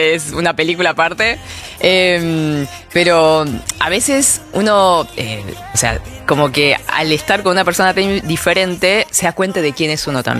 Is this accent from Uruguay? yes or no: no; South Korea; Spanish is a second language; now in Argentina; Yo soy coreana, a veces tengo como ese amnesia, ¿no?